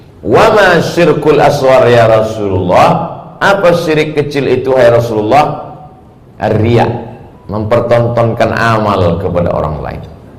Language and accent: Indonesian; Sumatra, Indonesia; Saya dari pulau Sumatera, bapak ibu di pulau Kalimantan. Suku juga berbeda, bahasa juga berbeda.